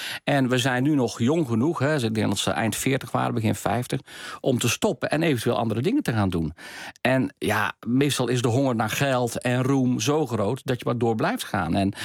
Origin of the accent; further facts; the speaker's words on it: North Brabant, Netherlands; Ik kom zelf uit Brabant.